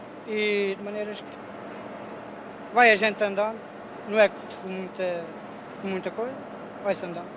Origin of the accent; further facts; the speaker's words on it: Castelo de Vide, Alentejo, Portugal; 33 anos, não sei ler, não espero de outra vida, tenho que me ir aguentando aqui. Sou do Alentejo, Castelo Vido, Alto Alentejo.